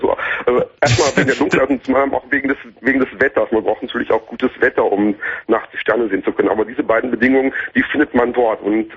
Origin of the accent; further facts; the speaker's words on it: North Rhine-Westphalia, Germany; Ich bin am Niederrhein groß geworden und damals war es da noch sehr, sehr duster. Ich bin da auf einem kleinen Dorf aufgewachsen.